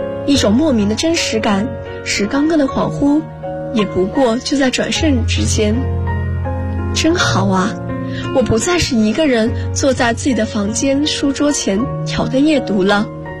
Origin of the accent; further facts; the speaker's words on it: Guangzhou, Guangdong, China; 来自广州，我在南京大学，距离我的家乡1300公里。